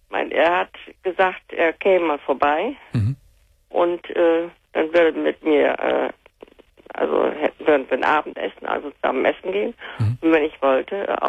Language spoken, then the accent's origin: German; Northern Germany, Germany; born there; Ja, ich bin gebürtig aus dem Norden.